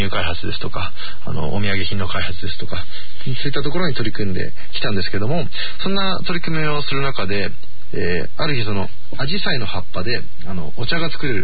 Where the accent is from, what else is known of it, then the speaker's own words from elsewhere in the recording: Akiruno, Tokyo, Japan; 私も生まれも育ちもこのあきる野市で、はい、私今29なんですけども